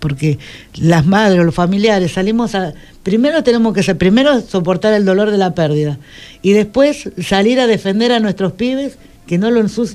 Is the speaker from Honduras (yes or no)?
no; Buenos Aires, Argentina; Yo tengo 56 años y me crié en Ciudad Oculta.